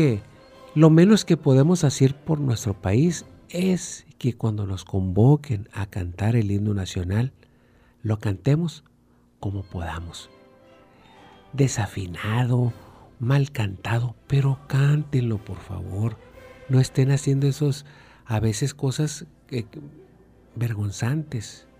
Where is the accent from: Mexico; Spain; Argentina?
Mexico; Yo pienso que como mexicanos vivimos en un país de leyes